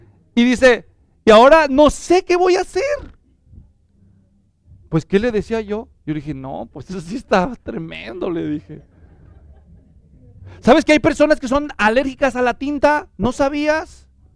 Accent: Mexico; Cuando yo crecí en México, iba a una secundaria, eran muy estrictos

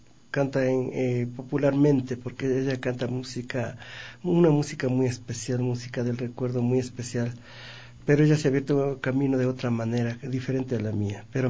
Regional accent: Ecuador; la falta de apoyo que existe en mi país. La falta de apoyo al talento, al artista ecuatoriano.

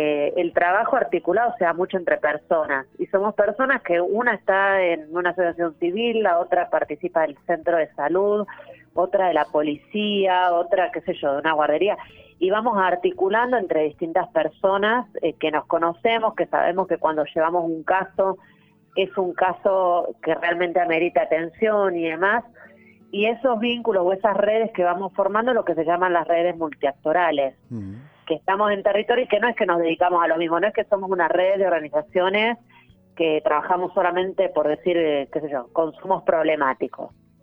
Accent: Buenos Aires, Argentina; now in Salta, Argentina; Yo en esa época ni siquiera vivía acá en Salta Capital, soy de Buenos Aires.

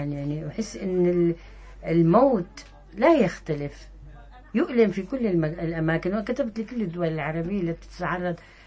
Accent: Syria; فأنا شخصيا أرفض رفض قاطع أن أقول أني سورية، أنا عربية سورية.

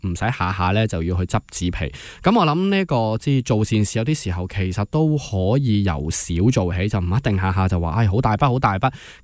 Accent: Hong Kong; 其实几年之前我们香港人已经讲的了

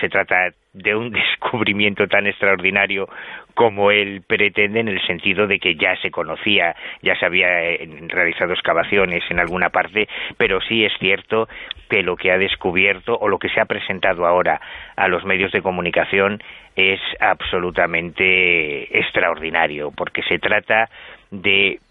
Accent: Galicia, Spain; Es que yo soy gallego practicante.

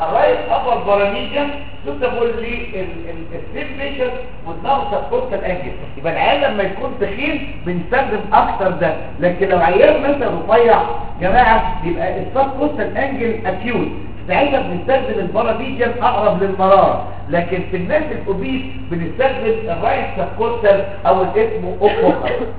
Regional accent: Egypt; دول اكثر اثنين بيستخدموا عندنا في مصر.

